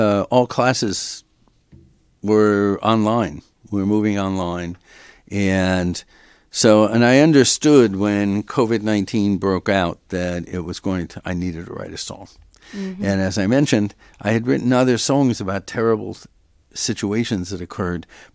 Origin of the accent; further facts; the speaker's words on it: Los Angeles, California, United States; also born or lived in San Francisco; I grew up in Los Angeles. I lived 24 years in San Francisco.